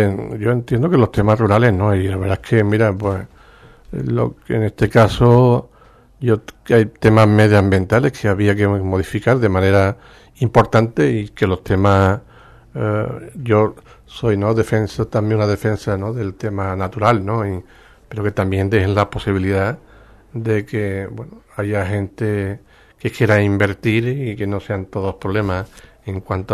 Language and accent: Spanish; Ubrique, Andalusia, Spain; mucho de mi familia están trabajando fuera de Ubrique. No los tengo en Ubrique